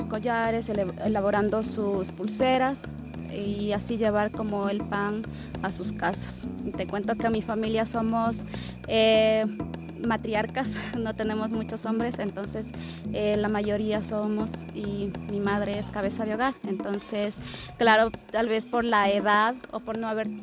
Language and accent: Spanish; Unión Base, Pastaza, Ecuador; yo vengo de una comunidad. Entonces, hasta ahora estoy muy orgullosa de mis raíces, de mi tierra Unión Base, que como lo decía, es una tierra de gente valiente